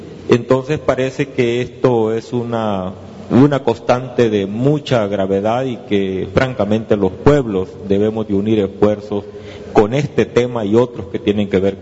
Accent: El Salvador; de El Salvador

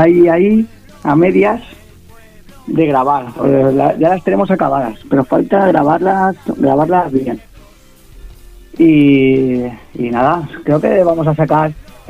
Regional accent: Paiporta, Valencian Community, Spain; Soy ni de izquierda ni de derecha, soy de Paiporta.

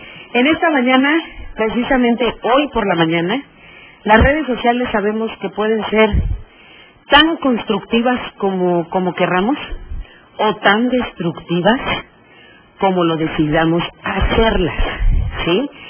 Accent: Veracruz, Mexico; soy doblemente orgullosa, una porque soy mexicana y dos porque soy veracruzana.

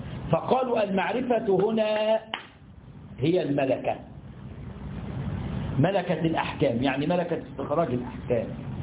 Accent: Egypt; إحنا عندنا في مصر بنسميه ترزي، في اللغة بيسمى قصار

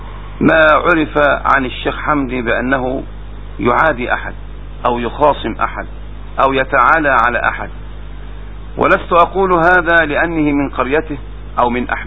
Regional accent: Minyat Mahallat Damanah, Dakahlia, Egypt; ولكن أذكر موقف في قريتي. توفى في هذه القرية منية محل الدمنة رجلان كبيران

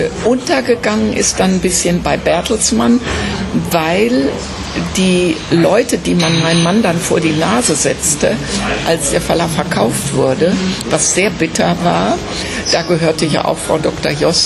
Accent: North Rhine-Westphalia, Germany; und ich bin Westfälin

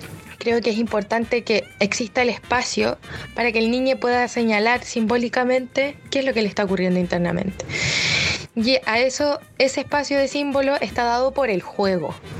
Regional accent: Chile; es algo muy de nosotros como chilenos

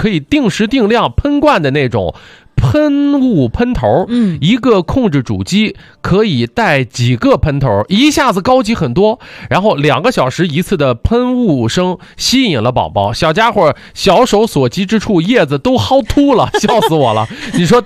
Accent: Shandong, China; 我就好知道我是山东人，爱吃馒头

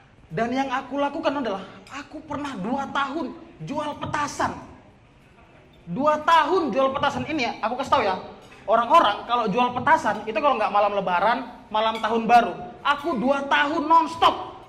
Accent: Medan, North Sumatra, Indonesia; aku dari Medan, teman-teman.

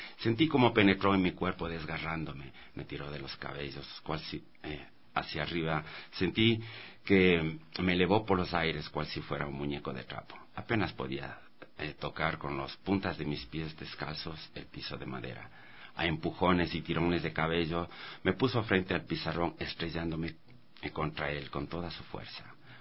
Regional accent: Bellavista, Pichincha, Ecuador; also born or lived in Salinas, Ecuador; desde mis 7 años, cuando Venimos a vivir acá del Valle del Chota, de Salinas, a Bellavista, en el Batán Alto. Y éramos la primera familia de ascendencia afro

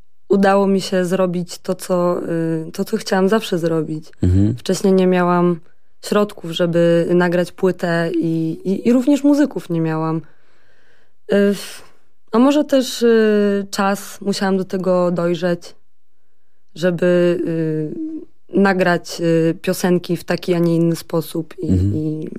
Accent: Olsztynek, Warmian-Masurian Voivodeship, Poland; also born or lived in Gdańsk; now in Warsaw, Poland; No taka małe miasteczko koło Olsztyna. Tam spędziłam praktycznie całe moje życie. Oprócz tego, że mieszkałam w Gdańsku przez 5 lat na studiach. No i teraz od ponad roku w Warszawie. Mhm. Także jestem, generalnie jestem dziewczyną z małego miasteczka.

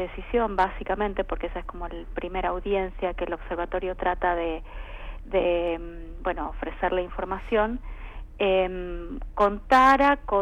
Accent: Argentina; la verdad que nosotros como argentinos nos tiene que interesar mirar al interior de cada una de las provincias

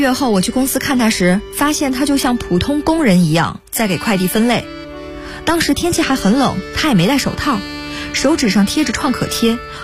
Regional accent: Inner Mongolia, China; 我们是从小一起长大的，老家在内蒙古一个小村子里。

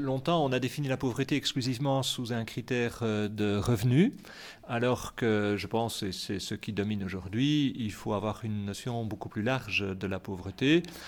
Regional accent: Brussels, Belgium; now in Namur, Belgium; Moi je suis bruxellois à la base, mais j'y suis venu à Namur

